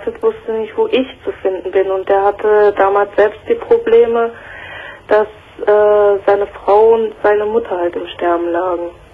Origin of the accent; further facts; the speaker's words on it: Minden, North Rhine-Westphalia, Germany; born there; In Minden.